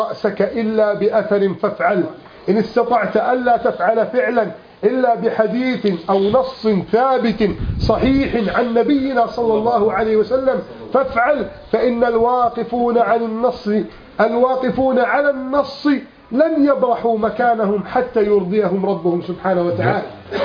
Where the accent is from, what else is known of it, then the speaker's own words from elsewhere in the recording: Egypt; اللهم احفظ بلدنا مصر من كيد الكائدين